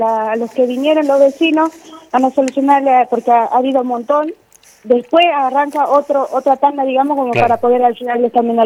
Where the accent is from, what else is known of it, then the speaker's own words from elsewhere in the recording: Bolivia; nos está dando esa oportunidad de sentirnos orgullosos de ser bolivianos